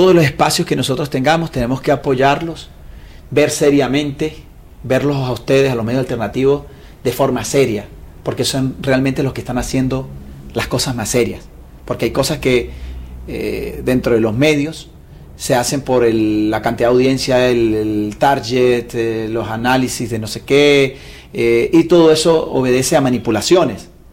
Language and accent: Spanish; Venezuela; de lo que a nosotros nos compete como venezolanos